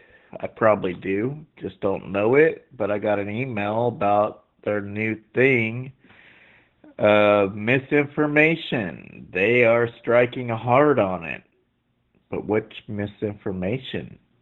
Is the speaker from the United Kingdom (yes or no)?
no; California, United States; now in Sacramento, United States; Normally, I am from Southern California. Now I'm east of Crapamento for about 20 years.